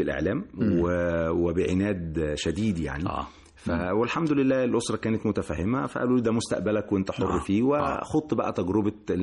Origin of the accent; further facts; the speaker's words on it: Cairo, Cairo Governorate, Egypt; لكن أنا ولدت وربيت في شبرا